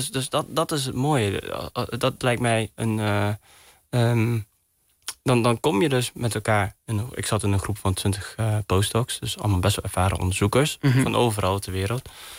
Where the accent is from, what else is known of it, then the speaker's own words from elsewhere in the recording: Netherlands; born there; Ik ben hier geboren. Ja. Maar mijn ouders niet.